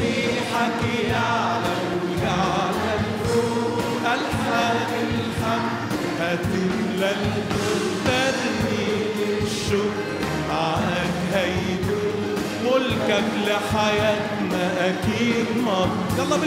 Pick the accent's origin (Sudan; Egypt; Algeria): Egypt; Upper Egypt; عارف لما عندنا في الصعيد يقولوا بيقول بالفم المليان، عارفين التعبير ده؟ مش عارفينه؟ احسب يعني، يمكن عشان انا من هناك انتوا من هنا بقى.